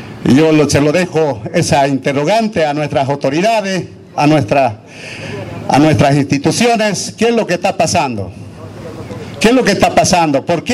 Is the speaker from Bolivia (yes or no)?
yes; Bolivia; para que nosotros como bolivianos siempre mantengamos esa unidad